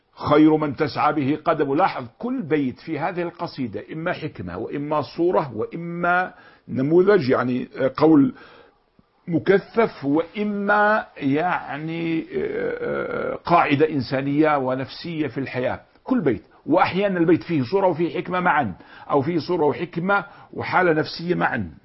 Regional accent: Jordan; ولا جبل رضوى من جبل إبل الأدهم عندنا في الأردن

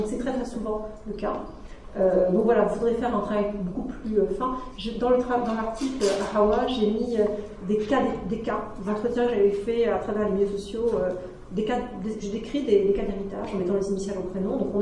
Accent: France; je suis française, mais ça fait tellement longtemps que je suis dans mon mandarin

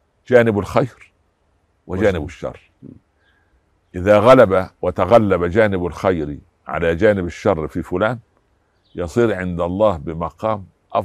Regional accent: Egypt; مساكين عندنا في مصر في وسط نبات الملوخية

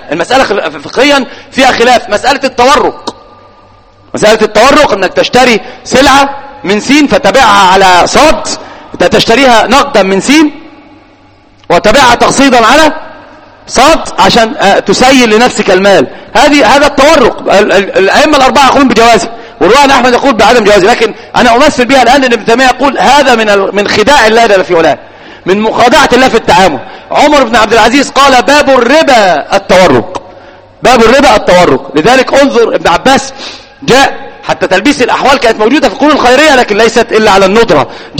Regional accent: Egypt; الآن في الإحصائيات على الأقل عندنا في مصر

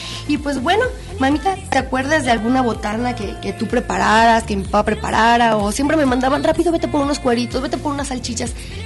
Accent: Mexico; Porque como mexicanos, pues es un rasgo gastronómico que no puede faltar en nuestra mesa.

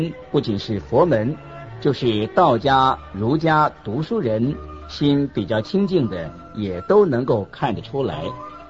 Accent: China; 我们中国人说舍得

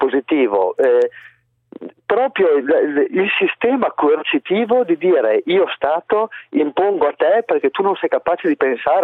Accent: Veneto, Italy; noi siamo veneti, qui in Veneto c'era la libertà vaccinale fino all'altro giorno

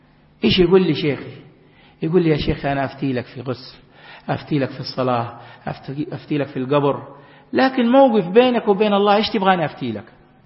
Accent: Makkah Province, Saudi Arabia; اللي يوصي عندنا في جدة ومكة كبار السن

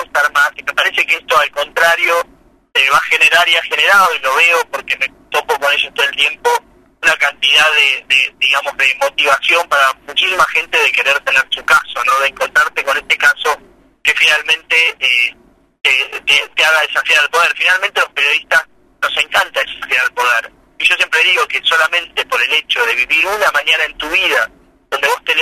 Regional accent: Santa Rosa, La Pampa, Argentina; Yo nací en Santa Rosa, nací en el 70, así que tengo 49 años, y viví toda mi infancia y mi adolescencia ahí. Fui a la escuela 2, en la escuela pública

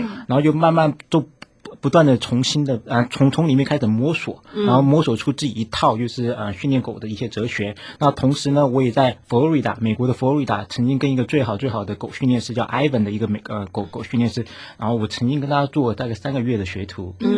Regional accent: Taiwan; now in Canada; 我是从台湾来的。

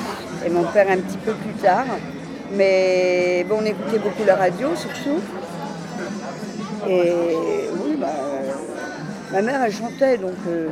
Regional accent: Paris, Île-de-France, France; accent: Parisian; Bon, moi, j'ai mon accent parisien, excusez-moi.

